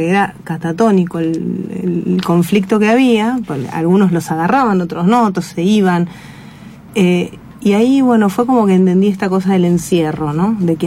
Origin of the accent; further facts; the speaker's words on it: Mercedes, Buenos Aires Province, Argentina; yo crecí en Mercedes, provincia de Buenos Aires. Es una ciudad donde está, bueno, pasando Luján, zona oeste, donde está la cárcel de Mercedes